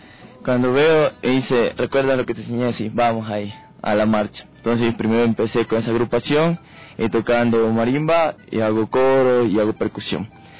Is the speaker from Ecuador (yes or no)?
yes; Esmeraldas, Ecuador; soy de Esmeraldas.